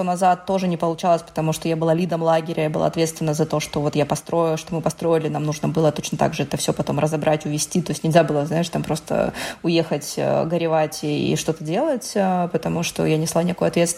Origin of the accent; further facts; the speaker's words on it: Donetsk, Donetsk Oblast, Ukraine; moved away as an adult; Да, я из Украины, и, собственно говоря, сейчас опыт войны меня нагнал во второй раз, потому что я из Донецка, и переехала я в Москву, собственно, именно тогда, когда началась война. Когда началась война, я была беременна, я переехала сначала в Запорожье, родила там дочь, и потом переехала в Москву